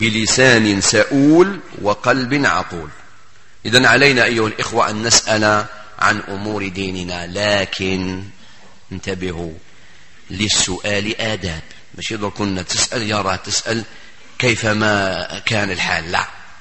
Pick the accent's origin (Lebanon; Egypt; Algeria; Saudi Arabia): Algeria; وكان واحد المثل موجود عندنا في الجزائر وكانوا يعلموهن حتى كي كنا صغار